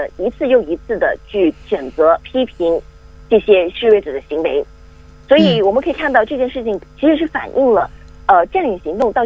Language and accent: Chinese; Hong Kong; 我们香港人说4点钟记者会